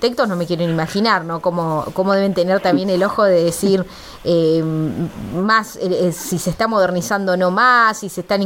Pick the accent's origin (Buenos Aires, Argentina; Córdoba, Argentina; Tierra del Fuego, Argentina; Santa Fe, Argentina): Córdoba, Argentina; yo que vengo de otras provincias, bueno, vos también, Gabriela, ¿no? Que venimos de Córdoba